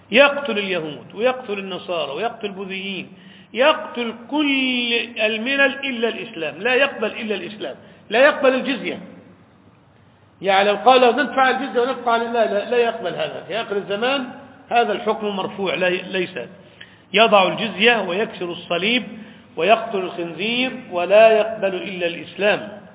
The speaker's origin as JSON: {"language": "Arabic", "country": "Egypt", "said": "عندنا في مصر في سيناء"}